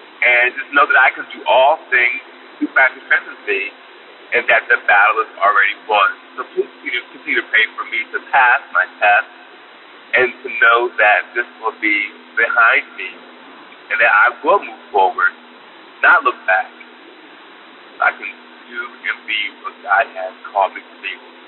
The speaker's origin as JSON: {"language": "English", "region": "New Jersey", "country": "United States", "said": "I'm from New Jersey. I'm a long-time listener."}